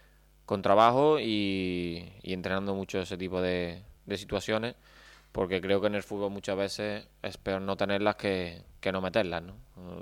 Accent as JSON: {"language": "Spanish", "town": "Elche", "region": "Valencian Community", "country": "Spain", "tie": "born or raised there", "said": "Y bueno, sí, es mi casa, mi tierra, ¿no?"}